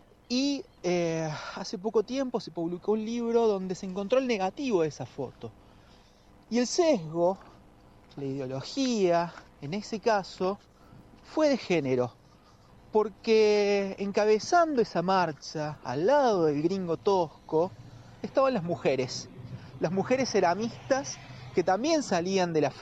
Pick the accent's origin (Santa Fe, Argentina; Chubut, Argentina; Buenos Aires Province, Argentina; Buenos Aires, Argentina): Chubut, Argentina; Trelew; soy fotógrafo de Trelew, Chubut